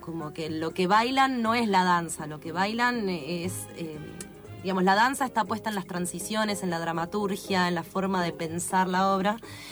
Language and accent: Spanish; Argentina; No sorprende para nosotros que somos argentinos